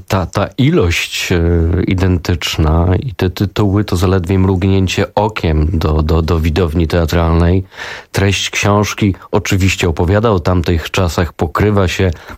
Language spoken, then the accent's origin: Polish; Greater Poland Voivodeship, Poland; oboje pochodzimy z Wielkopolski